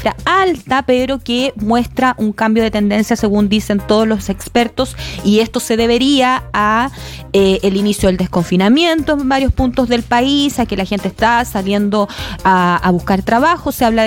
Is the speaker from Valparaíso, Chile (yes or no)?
yes; Viña del Mar, Valparaíso, Chile; Cuando digo la verdad a veces y digo sí, soy de Viña, también cambio la universidad.